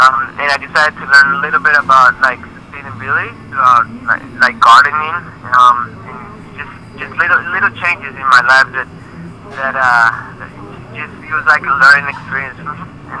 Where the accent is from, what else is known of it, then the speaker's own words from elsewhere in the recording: Bogotá, Colombia; Yeah, that's correct. I'm from Colombia, Bogota.